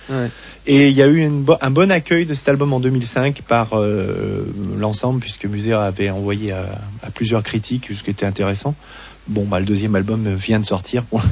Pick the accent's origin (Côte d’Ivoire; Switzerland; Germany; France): France; Lyon, Auvergne-Rhône-Alpes; ça a toujours été sur Lyon, on est lyonnais pure souche depuis, fou, 40 ans pour moi.